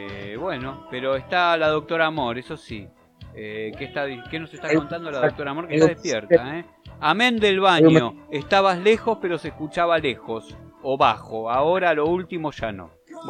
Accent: Argentina; Y lo que significa para nosotros como argentinos eso también.

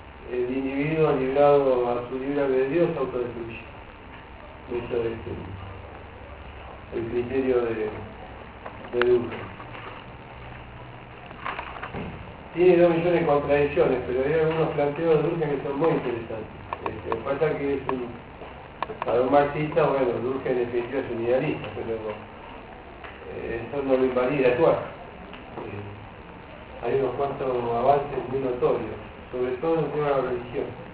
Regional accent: Argentina; O sea, yo como argentino no me ofendo, al contrario, me parece bárbaro.

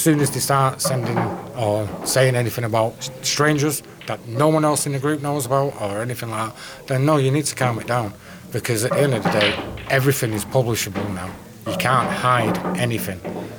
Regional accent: Wythenshawe, North West England, United Kingdom; and I'm from Wythenshawe, Manchester.

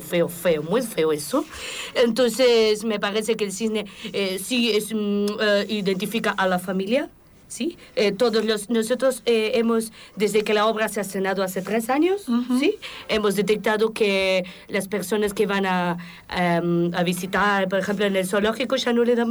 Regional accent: Ronchamp, Bourgogne-Franche-Comté, France; born there; Spanish is a second language; No, yo nací en Ronchamps, pero no voy a hablar de mí.

